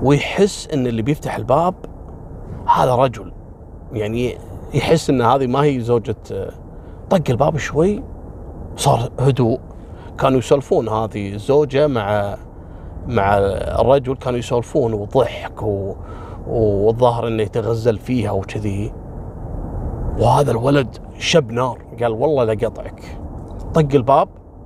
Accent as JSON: {"language": "Arabic", "country": "Kuwait", "said": "قصة حصلت عندنا في الكويت في السبعينات"}